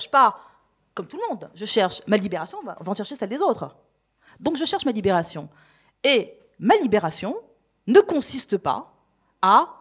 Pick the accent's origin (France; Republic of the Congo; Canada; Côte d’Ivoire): France; j'ai grandi en France